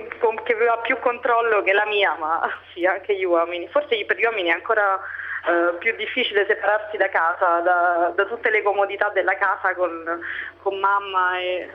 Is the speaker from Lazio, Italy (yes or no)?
yes; Rome, Lazio, Italy; moved away as an adult; now in Paris, France; Allora, vengo da Roma, mi sono laureata 3 anni e mezzo fa a Roma